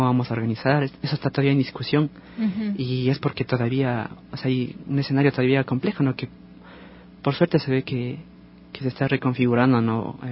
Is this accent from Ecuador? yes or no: yes; Ecuador; la experiencia que tenemos nosotros como ecuatorianos